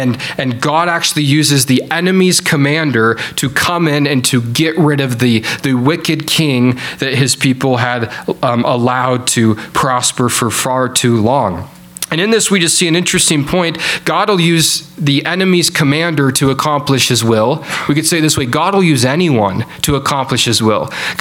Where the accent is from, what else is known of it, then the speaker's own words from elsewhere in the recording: Salmon, Idaho, United States; I'm from Salmon, Idaho, a bit middle of Idaho.